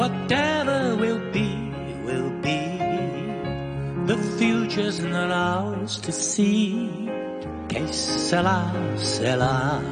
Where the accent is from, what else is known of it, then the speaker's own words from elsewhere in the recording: Hong Kong; 因為我哋香港人唔好興，就呢個係真嘅